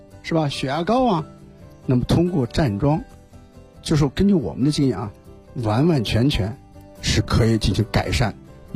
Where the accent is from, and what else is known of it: China